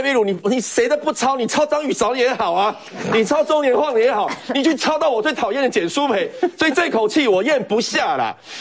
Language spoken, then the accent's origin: Chinese; Taiwan; 让我们台湾人的那个学术能力提高很多